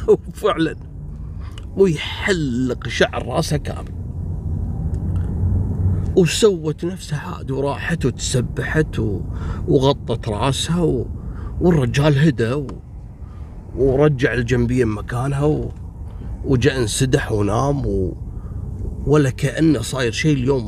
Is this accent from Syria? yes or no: no; Kuwait; نفس الحادث حصلت عندنا في الكويت